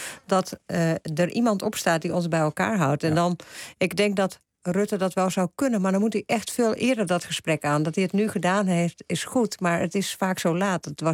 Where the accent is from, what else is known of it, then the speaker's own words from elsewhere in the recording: Friesland, Netherlands; als ik door Friesland rijd, waar ik vandaan kom